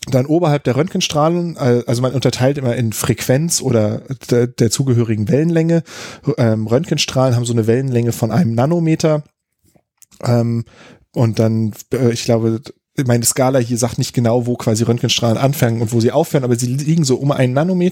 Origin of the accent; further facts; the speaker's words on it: Berlin, Germany; ich bin aus Berlin.